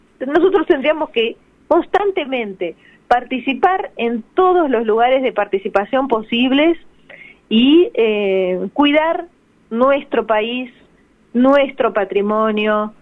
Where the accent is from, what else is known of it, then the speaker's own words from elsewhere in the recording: Buenos Aires, Argentina; Yo, por ejemplo, soy de Almagro.